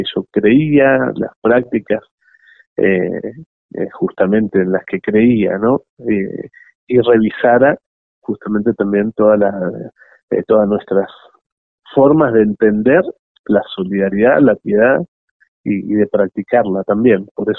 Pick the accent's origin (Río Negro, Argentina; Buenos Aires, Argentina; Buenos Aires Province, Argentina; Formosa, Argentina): Río Negro, Argentina; Bariloche; Bariloche, que es mi ciudad natal. Yo soy nacido y criado allí y tengo, bueno, mi familia y gente muy querida por allá